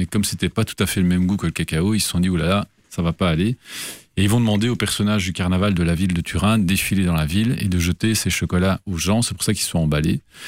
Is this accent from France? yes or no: no; Belgium; moved away; on sort de la Belgique, on est très fiers, on est Belges, on est chocolatiers